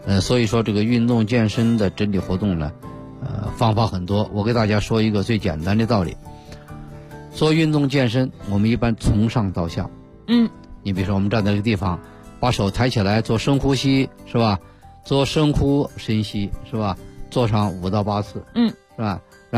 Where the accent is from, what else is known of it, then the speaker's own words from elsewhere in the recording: China; 但是我们中国人有一个习惯啊，我们中国人特别不愿意做两件事儿